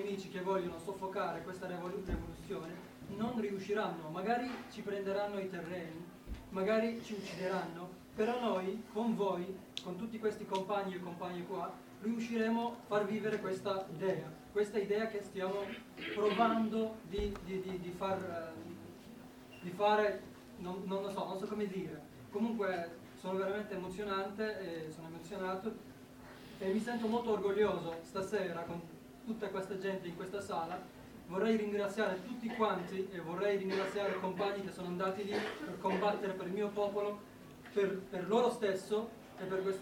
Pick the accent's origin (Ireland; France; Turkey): Turkey; Italian is a second language; now in Italy; Io sono un curdo, vengo dalla Turchia.